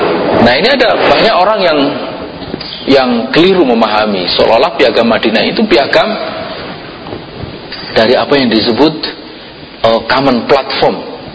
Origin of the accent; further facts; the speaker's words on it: Java, Indonesia; Saya orang Jawa, sampai kapanpun saya gak bisa kemudian berubah menjadi orang Sumatera.